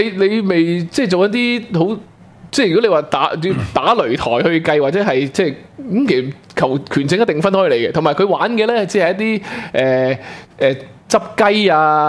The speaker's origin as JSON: {"language": "Cantonese", "country": "Hong Kong", "said": "咁我哋香港人嗰陣时睇呢就好受落嘅"}